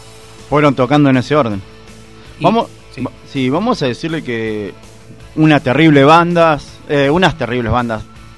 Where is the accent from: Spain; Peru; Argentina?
Argentina; Y somos argentinos, usted sabe que el argentino es una persona rebuscada